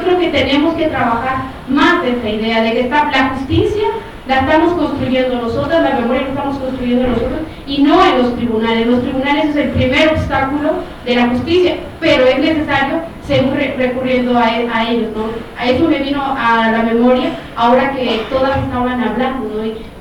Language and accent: Spanish; Guatemala; de Guatemala y veo con la presentación